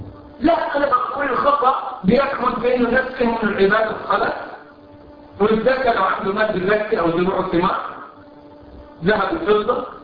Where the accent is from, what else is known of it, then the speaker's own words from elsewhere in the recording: Cairo, Cairo Governorate, Egypt; عندنا في القاهرة في مصر